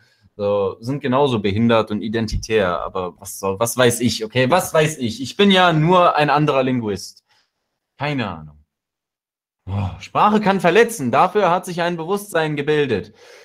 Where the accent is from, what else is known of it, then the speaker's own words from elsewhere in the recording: Russia; Ich komme ja aus Russland so, und in Russland ist es vollkommen normal